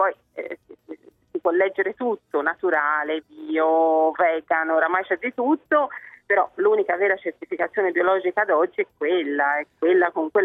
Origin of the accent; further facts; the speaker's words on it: Tuscany, Italy; Io da buona toscana conosco bene quelle del mio territorio